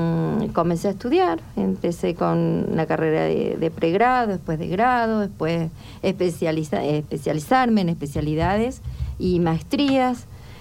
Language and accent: Spanish; Maisonave, La Pampa, Argentina; born there; also born or lived in Realicó; Bueno, yo nací en un pueblito muy pequeño de La Pampa, que se llama Maisonave, ¿sí? Luego, luego ya viví en Realicó, que es un pueblo más grande